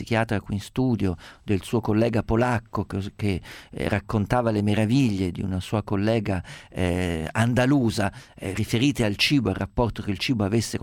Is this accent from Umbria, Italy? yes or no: yes; Umbria, Italy; io sono umbro, le dico, la preparazione dei cappelletti, che era la minestra natalizia delle mie parti